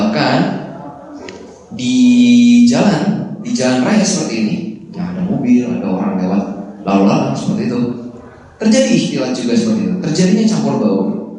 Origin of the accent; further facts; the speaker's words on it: Jakarta, Indonesia; apalagi yang saya asalnya dari Jakarta